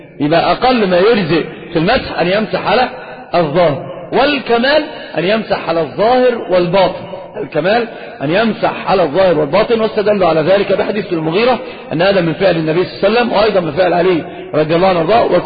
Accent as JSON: {"language": "Arabic", "country": "Saudi Arabia", "said": "والخف ظاهر عندنا في السعودية"}